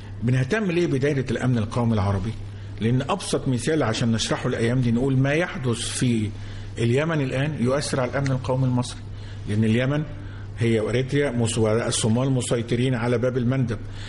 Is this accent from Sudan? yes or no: no; Egypt; هو أحد دوائر الاستقلال لنا كمصر في المنطقة